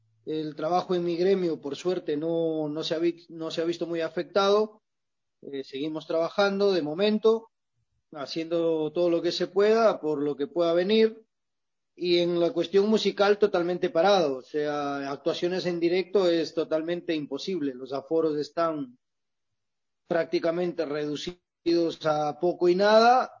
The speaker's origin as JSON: {"language": "Spanish", "town": "Quito", "region": "Pichincha", "country": "Ecuador", "tie": "born there", "said": "yo nací cerca, yo nací en las Cinco Esquinas, en el Cabal"}